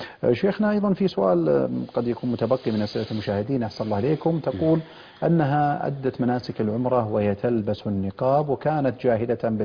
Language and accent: Arabic; Saudi Arabia; نسأل الله عز وجل أن يحفظ بلادنا المملكة العربية السعودية